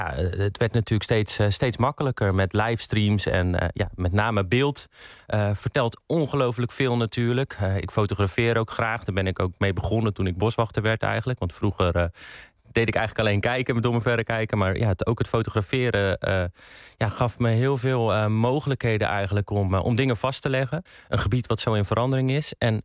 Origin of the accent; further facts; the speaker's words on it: Sliedrecht, South Holland, Netherlands; Dit was inderdaad een omroep van het dorp waar ik opgegroeid ben in Sliedrecht.